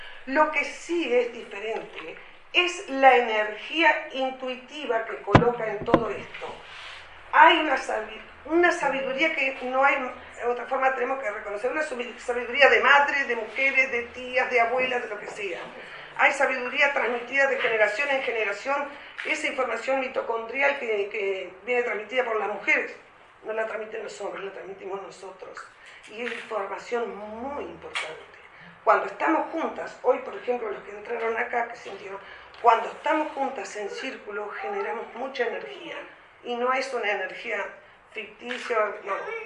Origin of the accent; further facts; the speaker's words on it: Tacuarembó, Uruguay; Yo vengo del interior de la República, soy maestra